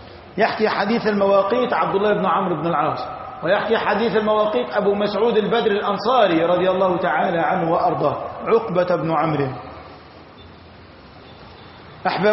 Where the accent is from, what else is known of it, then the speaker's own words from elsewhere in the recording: Egypt; أما في بلدتنا مصر لبعدنا عن خط الاستواء ولقربنا من خط العرض